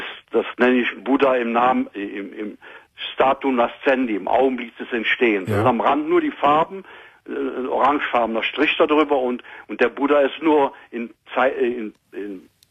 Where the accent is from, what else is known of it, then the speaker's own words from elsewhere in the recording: Cologne, North Rhine-Westphalia, Germany; aber als Kölsche Jung habe ich sehr viel Freunde